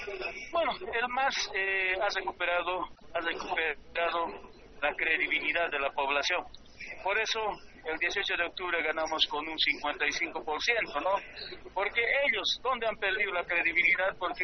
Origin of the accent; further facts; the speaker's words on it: Coripata, La Paz, Bolivia; yo soy de los Yungas de Coripata, productor de coca